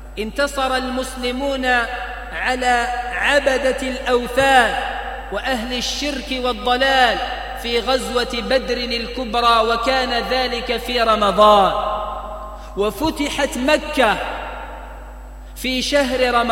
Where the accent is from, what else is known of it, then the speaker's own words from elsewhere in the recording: Algeria; أن يجعل بلدنا الجزائر آمناً مطمئناً